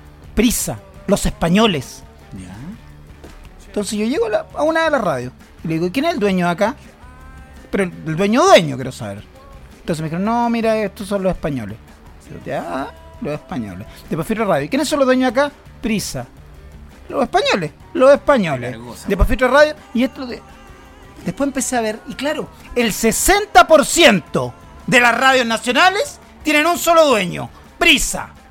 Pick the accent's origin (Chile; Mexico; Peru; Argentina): Chile; Los chilenos somos bien chilenos para nuestras cosas.